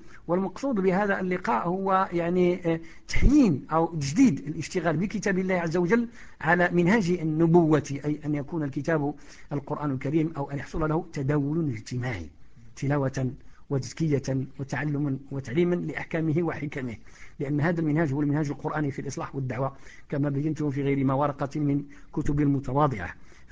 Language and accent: Arabic; Morocco; لانه صناعه الخطابه هذه صناعه يعني شبه منعدمه عندنا في المغرب